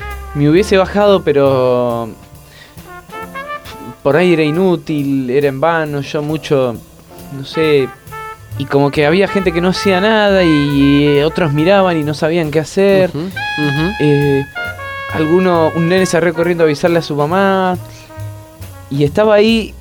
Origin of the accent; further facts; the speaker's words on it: Berazategui, Buenos Aires Province, Argentina; Yo soy de Berazategui